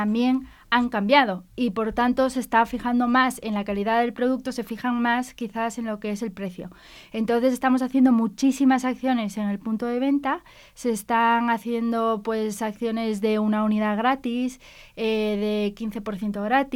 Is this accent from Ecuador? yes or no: yes; Quito, Pichincha, Ecuador; Es precioso, sobre todo Quito, que es de donde soy yo, es muy, muy bonito.